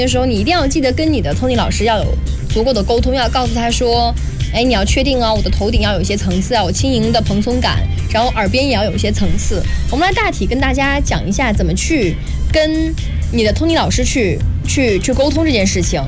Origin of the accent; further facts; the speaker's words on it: Wuxi, Jiangsu, China; 用我们无锡话说，那个头叫“铜箍带”。